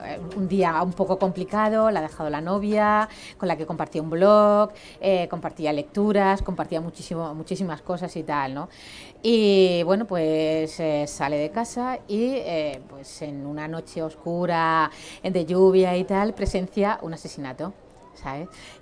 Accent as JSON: {"language": "Spanish", "town": "Águilas", "region": "Region of Murcia", "country": "Spain", "tie": "born or raised there", "said": "yo también nombro Águilas porque es mi pueblo"}